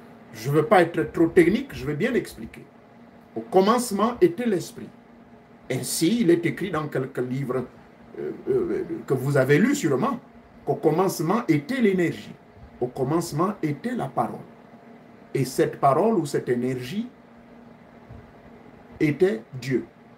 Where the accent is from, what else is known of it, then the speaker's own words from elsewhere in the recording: Gabon; Moussaro, on l'appelle chez nous au Gabon.